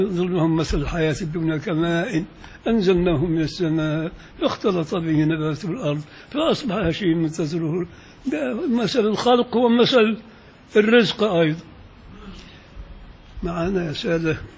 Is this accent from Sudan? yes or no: no; Upper Egypt, Egypt; عندنا في الصعيد ما يصحش أبدا تقدم في العزة إلا القهوة السادة.